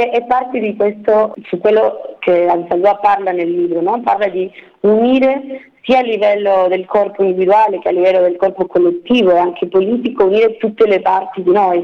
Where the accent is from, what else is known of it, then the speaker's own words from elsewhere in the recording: Argentina; nel mio caso io sono argentina, sono attivista femminista, sono anche sociologa, e questo libro collega anche il mio essere migrante